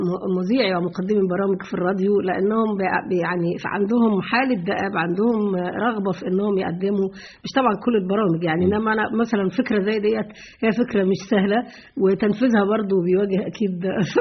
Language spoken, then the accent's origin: Arabic; Egypt; هو اللي بيميزنا كمصري